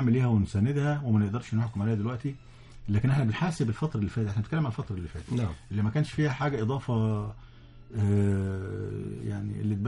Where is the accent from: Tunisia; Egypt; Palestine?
Egypt; في تونس كنا بنمشي يعني العيال الصغيرين يعرفوا ان احنا مصريين،